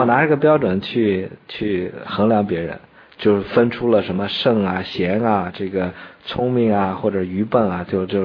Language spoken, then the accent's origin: Chinese; China; 我们中国人发明了火药，不是去打仗，我们是来放烟花、放爆竹，是来做喜庆的事儿。